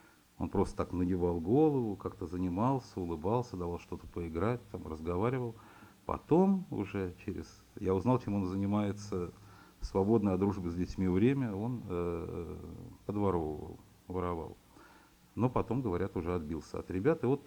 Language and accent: Russian; Moscow, Russia; Вырос я в Москве, как многие из моего поколения, да, пожалуй, и все в коммуналке рос. Коммуналка была в Марьиной роще.